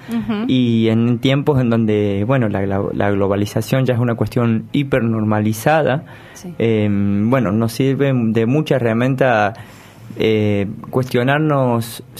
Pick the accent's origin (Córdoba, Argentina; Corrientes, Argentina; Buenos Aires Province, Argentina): Córdoba, Argentina; Yo, bueno, soy cordobés